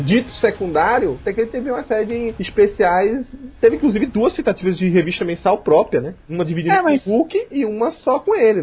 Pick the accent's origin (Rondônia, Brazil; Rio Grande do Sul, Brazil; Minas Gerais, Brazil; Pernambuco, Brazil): Pernambuco, Brazil; now in São Paulo, Brazil; eu também sou de Pernambuco, mas já moro em São Paulo há bastante tempo.